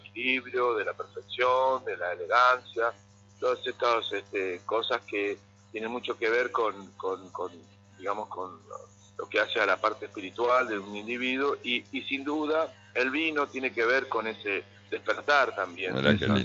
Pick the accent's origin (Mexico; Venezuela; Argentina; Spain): Argentina; Concordia, Entre Ríos; Yo soy de Concordia, estoy ahí, voy y vengo, uh-huh. La verdad es que voy y vengo, pero es mi ciudad, es mi lugar, es mi paisaje